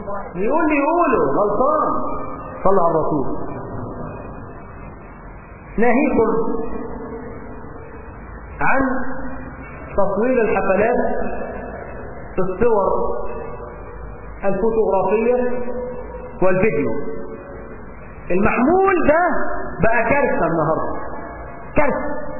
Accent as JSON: {"language": "Arabic", "country": "Egypt", "said": "والنهارده الموضه عندنا في مصر لازم العريس يرقص مع العروس"}